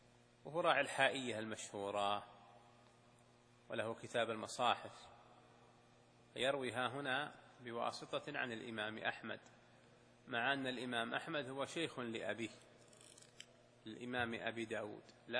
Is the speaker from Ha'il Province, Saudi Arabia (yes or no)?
no; Al-Qassim, Saudi Arabia; وهذه حصلت عندنا في القصيم